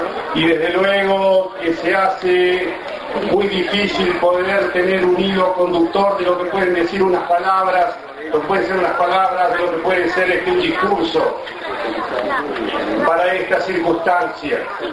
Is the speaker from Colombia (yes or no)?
no; Saladillo, Buenos Aires Province, Argentina; actual intendente municipal de la ciudad de Saladillo. Entonces ahí, queridos amigos y amigas de mi pueblo, empecé a soñar un sueño que lo quería concretar.